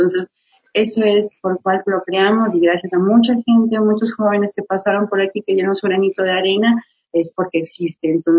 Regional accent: Baños de Agua Santa, Tungurahua, Ecuador; also born or lived in Argentina; now in Quito, Ecuador; yo soy de Baños de Agua Santa, y allá yo vengo acá, mi querido Quito maravilloso, ya 12 años de acá, y estudié pues en Argentina, en Bellas Artes, ahí realización audiovisual.

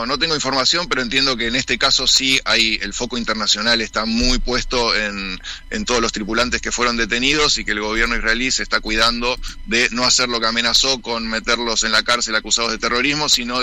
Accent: Escobar, Buenos Aires Province, Argentina; yo soy de Escobar

